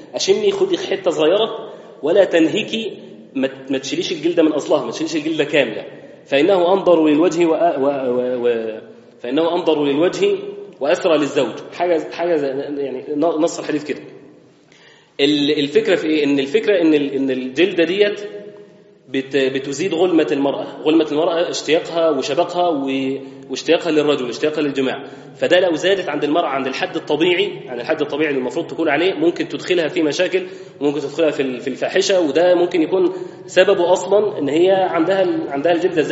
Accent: Egypt; الختان احنا عندنا في مصر بنسميه تسمية حلوة الطهارة

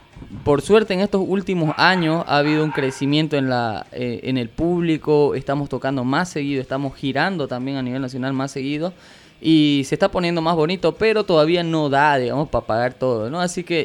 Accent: Villamontes, Tarija, Bolivia; born there; now in Santa Cruz, Bolivia; así que de nacimiento pues yo soy chaqueño, soy villamontino, ¿no? Pero vivo acá y amo a Santa Cruz con todo mi corazón.

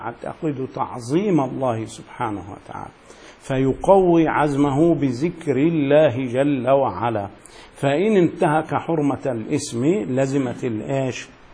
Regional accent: Egypt; يعني عندنا في مصر كثير من الناس تحلف بالقرآن

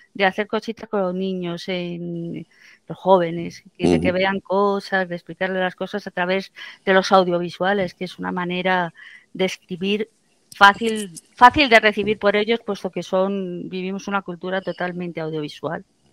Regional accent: Spain; Lo digo no como española, que lo soy

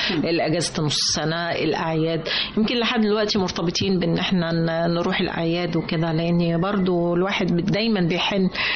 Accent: Upper Egypt, Egypt; حتى أنا قلت لحضرتك إن أنا صعيدية، كنا عشتنا كانت في قرية

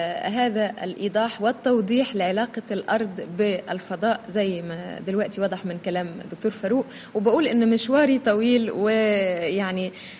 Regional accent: Egypt; الذي يشرفنا كمصريين

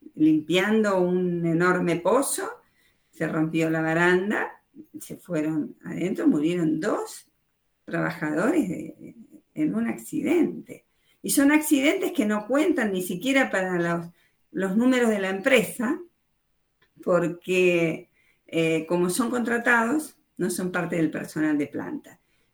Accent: Argentina; Lamentablemente no lo veo como Argentina. Ahora, nosotros exportamos petróleo desde Puerto Rosales a Estados Unidos.

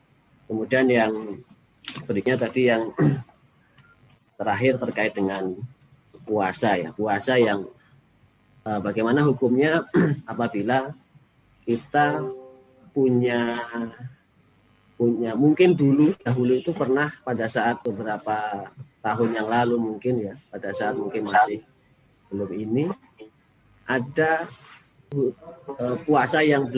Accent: Sangkulirang, East Kalimantan, Indonesia; Jadi saya dari Sangkulirang, Pak, dari Provinsi Kalimantan Timur, di ujung paling timur di bagian Kalimantan ya.

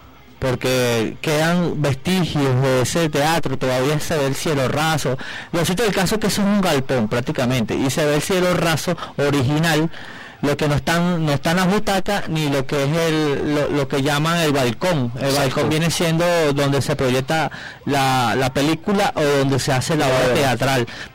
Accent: Caracas, Capital District, Venezuela; para mí la parroquia más importante de Caracas, porque nací y vivo aquí. Y como sí, como todos tienen orgullo de decir, soy de Caricuao.

